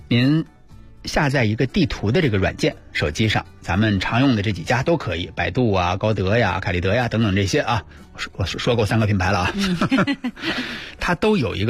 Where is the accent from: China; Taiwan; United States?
China; Beijing; 就咱们北京人不是老去吗？